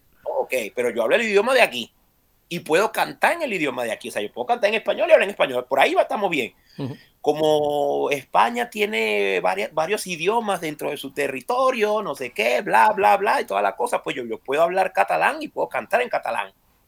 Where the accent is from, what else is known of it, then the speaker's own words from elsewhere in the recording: Venezuela; now in Spain; yo soy venezolano, yo no molesto a nadie, tengo mi pasaporte de Venezuela en regla, mi permiso de residencia y de trabajo en regla